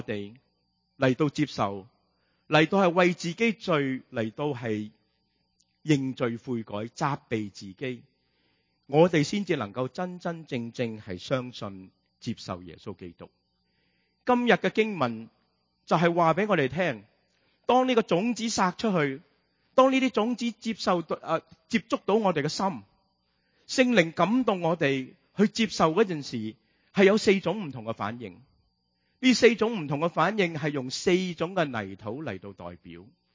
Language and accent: Cantonese; Hong Kong; 我们香港人成日都说，哎呀地底泥啊，贱过泥啊